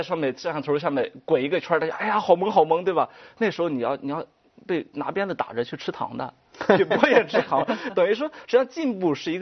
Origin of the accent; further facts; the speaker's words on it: Shandong, China; 因为实际上我是从小就生活在这样一个环境里面的